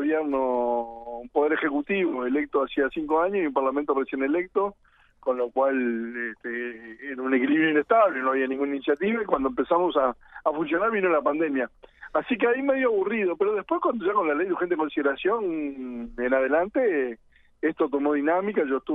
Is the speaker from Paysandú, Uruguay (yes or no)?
no; Montevideo, Uruguay; soy que uno de Montevideo